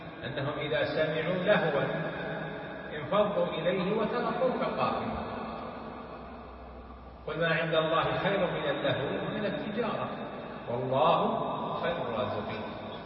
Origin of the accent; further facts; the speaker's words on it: Saudi Arabia; ولهذا في بلادنا المملكة العربية السعودية